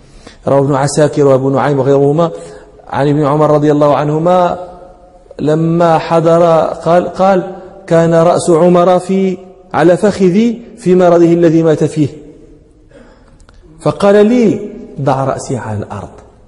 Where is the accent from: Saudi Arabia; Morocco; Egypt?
Morocco; يعني بعض المتكلمين هنا عندنا في المغرب ينطقون بها